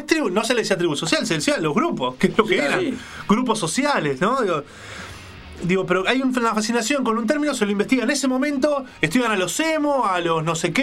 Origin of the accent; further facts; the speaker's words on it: Uruguay; porque nos permite tener otra mirada que tal vez nosotros como uruguayos no llegamos a ver